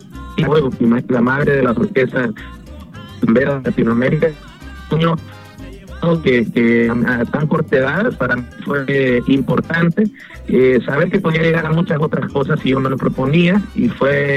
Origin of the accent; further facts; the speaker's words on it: Santa Tecla, La Libertad, El Salvador; also born or lived in Costa Rica / New York, United States; Soy salvadoreño, aquí nací en Santa Tecla. En este sector también me encuentro ahorita y de El Salvador viajé a Costa Rica, de Costa Rica a Nueva York y de Nueva York de regreso a El Salvador, y aquí es como estamos ya instalados